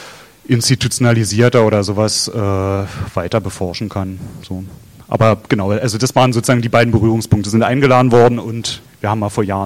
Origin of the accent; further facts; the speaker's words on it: Berlin, Germany; Also ich kenne es aus Neukölln, wo ich herkomme, sozusagen